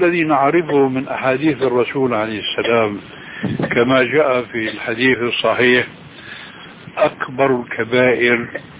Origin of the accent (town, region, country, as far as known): Syria